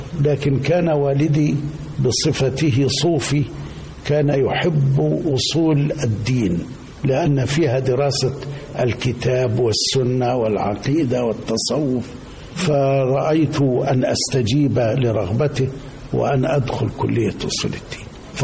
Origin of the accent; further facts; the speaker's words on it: Bani Amer, Sharqia Governorate, Egypt; كنت منذ طفولتي أعيش في قريتي وهي بني عامر مركز الزقازيق محافظة الشرقية،